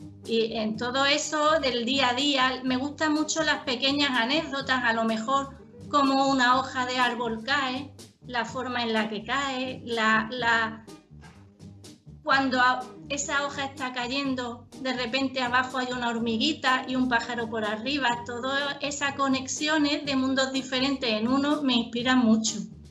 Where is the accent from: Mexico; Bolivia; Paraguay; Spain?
Spain; Andalusia; Yo soy de cerquita, de Málaga, de la provincia de al lado. Y bueno, casi siempre he vivido en Málaga. Así que soy aquí, una poeta y escritora andaluza. Y mujer también, por supuesto.